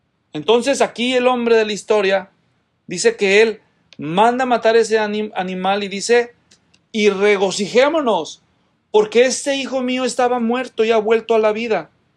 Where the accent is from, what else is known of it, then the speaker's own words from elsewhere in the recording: Guadalajara, Jalisco, Mexico; es que yo soy de Guadalajara, ¿no?